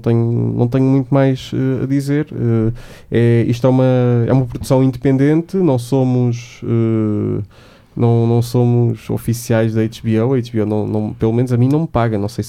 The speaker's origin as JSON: {"language": "Portuguese", "region": "Aveiro", "country": "Portugal", "said": "E eu sou de Aveiro, portanto não se metam comigo."}